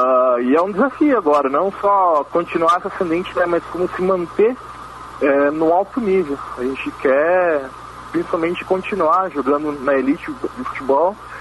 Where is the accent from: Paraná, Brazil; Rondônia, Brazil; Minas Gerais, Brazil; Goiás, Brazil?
Paraná, Brazil; Cascavel; particularmente eu e mais alguns amigos meus, nós somos de Cascavel, né?